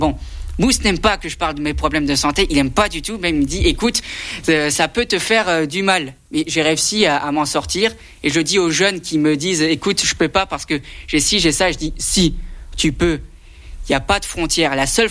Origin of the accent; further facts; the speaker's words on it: Grand Est, France; c'est là où j'ai grandi avec ma famille. Quoi, les Vosges, si je dis je viens pas des Vosges, c'est presque un suicide familial.